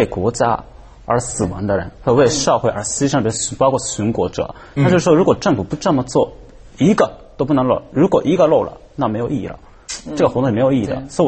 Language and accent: Chinese; Japan; Chinese is a second language; 我们日本人特别警惕，也非常忌讳一个人把名字说错